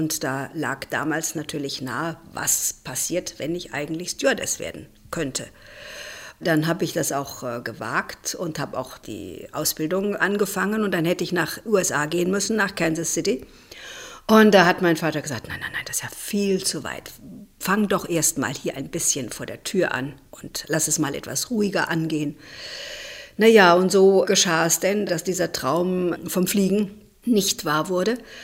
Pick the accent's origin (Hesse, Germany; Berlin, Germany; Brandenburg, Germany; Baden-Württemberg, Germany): Hesse, Germany; Biedenkopf; also born or lived in Siegen; Aufgewachsen bin ich im Hessischen, in der Nähe von Marburg, also in Biedenkopf, eine kleine Stadt, wo ich auch zur Schule gegangen bin und wo ich eine sehr behütete und schöne Kindheit hatte.